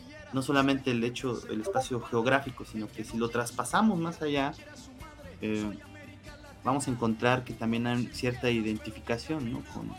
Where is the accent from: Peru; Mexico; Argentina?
Mexico; Y al parecer todos sabemos que somos mexicanos, ¿no? No solamente por que nacimos en México